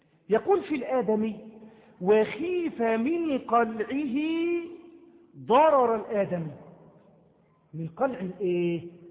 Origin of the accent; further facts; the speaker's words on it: Egypt; عندما يدخل عندنا في مصر